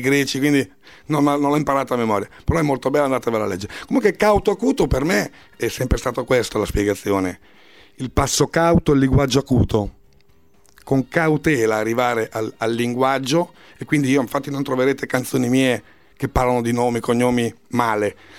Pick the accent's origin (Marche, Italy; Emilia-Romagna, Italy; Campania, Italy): Emilia-Romagna, Italy; Rimini; also born or lived in Ravenna; now in Rome, Italy; Eh sì, perché io sono nato a Ravenna. Però ho abitato sempre a Rimini, mio babbo di lì, e adesso sono a Roma